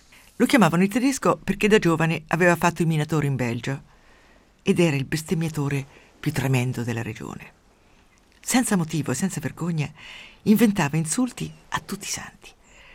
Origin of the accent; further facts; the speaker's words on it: Umbria, Italy; Quando ero piccola nel mio paese umbro, cattolicissimo, nell'alta valle del Tevere